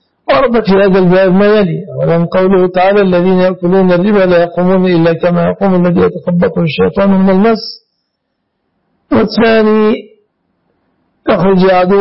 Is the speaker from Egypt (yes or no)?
yes; Egypt; هذا يتسمى جمعية عندنا في مصر.